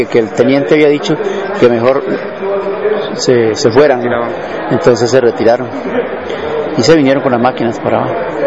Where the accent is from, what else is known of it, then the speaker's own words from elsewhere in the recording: Costa Rica; Y yo le digo, no, soy de Costa Rica, ¿no?